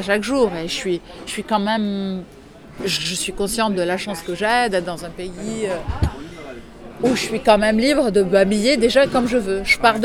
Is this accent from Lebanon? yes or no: yes; Lebanon; Au Liban, j'ai, par exemple, en tant que Libanaise